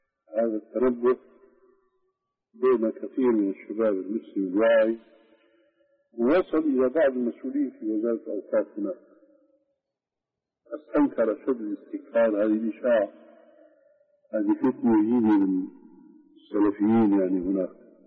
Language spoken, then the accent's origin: Arabic; Syria; اليوم مثلا عندنا في الشام سنة رتيبة من أذان